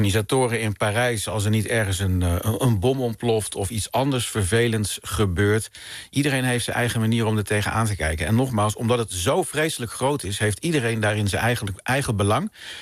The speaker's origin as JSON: {"language": "Dutch", "town": "Dieren", "region": "Gelderland", "country": "Netherlands", "tie": "born or raised there", "said": "Want ik kom oorspronkelijk uit Dieren en dat ligt niet heel ver van Arnhem. En toen ik 11 jaar was, in 1980 waren daar de Paralympische Spelen"}